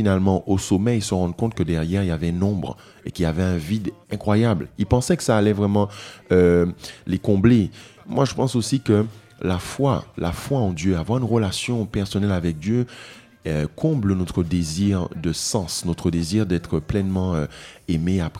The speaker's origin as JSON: {"language": "French", "country": "Guadeloupe", "lives_now": "Martinique", "said": "Je vis en Martinique, je viens de la Guadeloupe, donc je connais un peu les deux îles"}